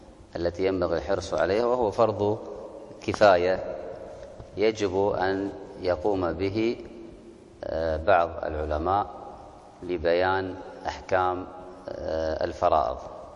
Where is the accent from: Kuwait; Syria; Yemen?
Kuwait; عندنا في الكويت ولله الحمد مجانا